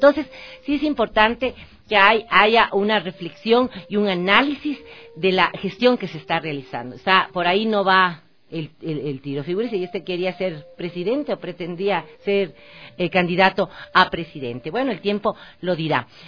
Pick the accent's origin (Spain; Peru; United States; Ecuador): Ecuador; Quito, Pichincha; como ciudadana ecuatoriana y quiteña